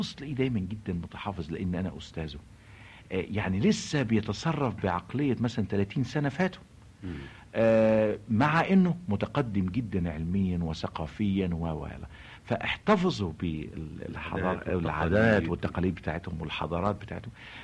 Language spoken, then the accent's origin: Arabic; Egypt; انا النهارده كمصري اتربيت في مصر وعشت في مصر وتمتعت بالثقافه المصريه والثقافه العربيه،